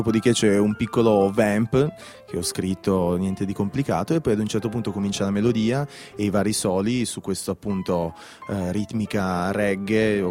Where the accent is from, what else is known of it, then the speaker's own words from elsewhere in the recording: Alba, Piedmont, Italy; now in Turin, Italy; Da Alba, vivo a Torino da 5-6 anni adesso, ma sì, sono di Alba.